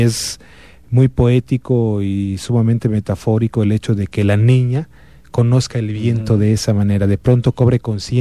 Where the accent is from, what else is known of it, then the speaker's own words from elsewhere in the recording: Comitán, Chiapas, Mexico; y que nosotros como comitecos podemos todavía avizorar en la obra